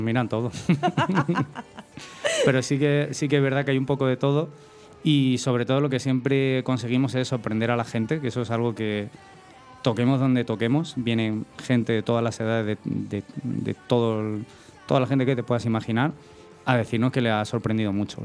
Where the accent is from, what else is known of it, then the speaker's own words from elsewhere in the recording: Aranjuez, Community of Madrid, Spain; es de donde yo soy, en mi pueblo, Aranjuez.